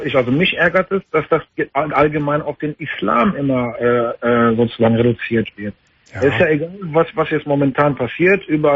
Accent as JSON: {"language": "German", "country": "Palestine", "said": "Ich meine, ich bin Palästinenser."}